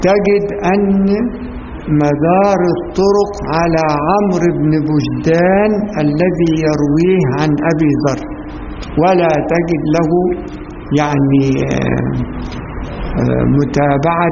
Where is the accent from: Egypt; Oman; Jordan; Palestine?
Egypt; كلمة الدشت دي احنا كمصريين نعرفها ان هي يعني الورق المرمي مهمل